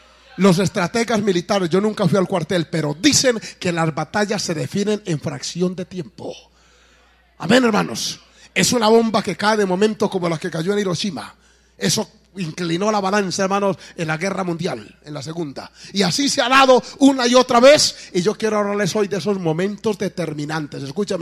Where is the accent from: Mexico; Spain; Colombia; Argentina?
Colombia; pero como yo soy colombiano, eso me electrizó, me gustó.